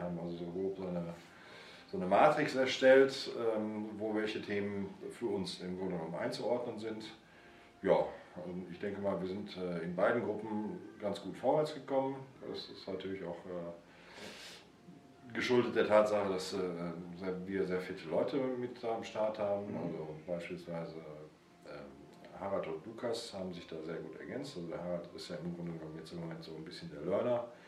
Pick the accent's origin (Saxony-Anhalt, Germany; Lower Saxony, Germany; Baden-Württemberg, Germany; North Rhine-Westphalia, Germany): North Rhine-Westphalia, Germany; Cologne; Nordköln. Ich komme aus Nordköln